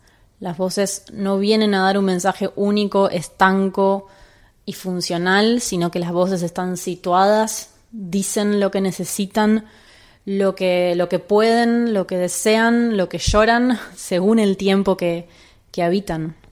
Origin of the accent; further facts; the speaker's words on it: Buenos Aires, Argentina; soy música de Buenos Aires